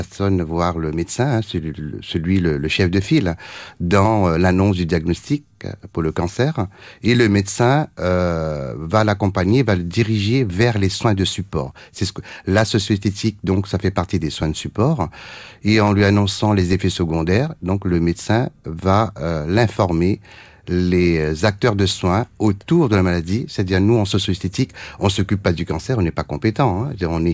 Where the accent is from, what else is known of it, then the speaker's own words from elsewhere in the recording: Réunion; moved away; en tant que réunionnais, donc, revenir dans mon île natale au bout de 30 ans